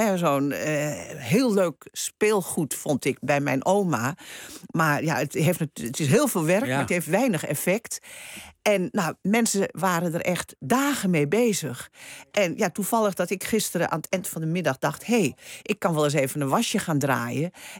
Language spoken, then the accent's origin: Dutch; Netherlands; daar danken wij nu aan dat we als Nederlanders gemiddeld 26 kilo suiker per persoon per jaar eten.